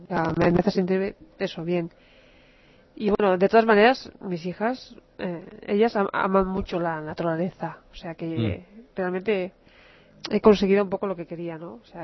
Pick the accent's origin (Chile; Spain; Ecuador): Spain; Barcelona, Catalonia; born there; los de la ciudad como yo, que nací en Barcelona, he querido ir para el monte.